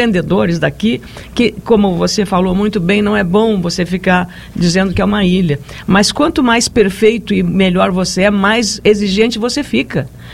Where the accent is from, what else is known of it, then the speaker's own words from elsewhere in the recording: Lagoa Vermelha, Rio Grande do Sul, Brazil; Eu sou de Lagoa Vermelha, conheço bem, né?